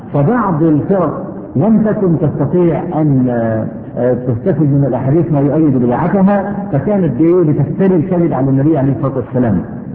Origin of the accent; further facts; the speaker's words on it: Egypt; عندنا في مصر